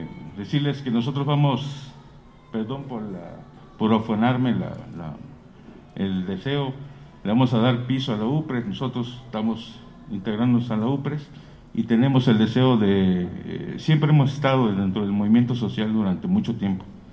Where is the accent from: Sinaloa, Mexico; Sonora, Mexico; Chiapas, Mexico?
Chiapas, Mexico; Tuxtla Gutiérrez; Igual vengo de Chiapas, de la capital